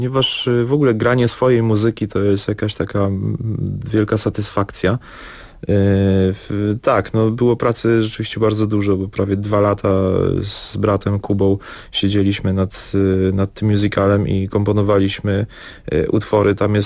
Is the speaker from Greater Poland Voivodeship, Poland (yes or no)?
no; Zakopane, Lesser Poland, Poland; ponieważ jestem z Zakopanego, że mam jakieś